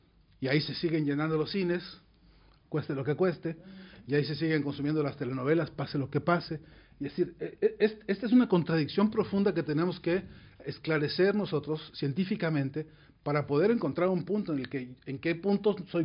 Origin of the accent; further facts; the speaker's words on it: Mexico; la caída de la gran Tenochtitlán, en mi país sigue siendo un dolor profundísimo